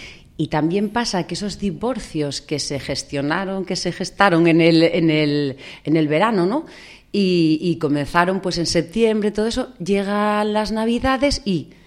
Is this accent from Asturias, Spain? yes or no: yes; Figaredo, Asturias, Spain; soy de Figaredo, tengo 13 años